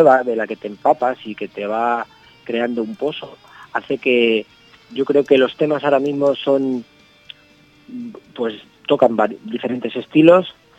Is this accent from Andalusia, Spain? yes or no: no; Toledo, Castilla-La Mancha, Spain; somos de Toledo